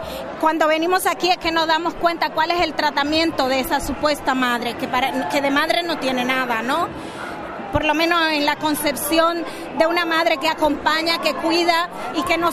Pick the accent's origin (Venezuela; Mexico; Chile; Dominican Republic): Dominican Republic; now in Spain; Yo soy afrocaribeña, vengo de Dominicana